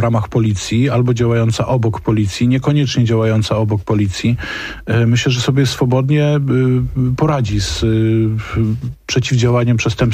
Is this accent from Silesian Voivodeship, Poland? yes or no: yes; Silesian Voivodeship, Poland; Ja akurat pochodzę z Śląska, niedaleko mojego miasta, w Mikołów, Orzesze, Łaziska.